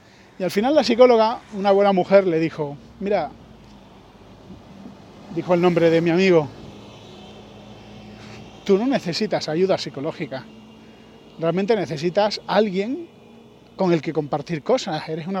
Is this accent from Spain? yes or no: yes; Spain; Yo soy español